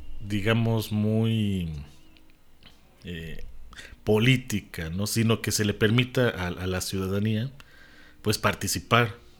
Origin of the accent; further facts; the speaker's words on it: Mexico; yo soy mexicano y mexica, yo soy mexicano, maya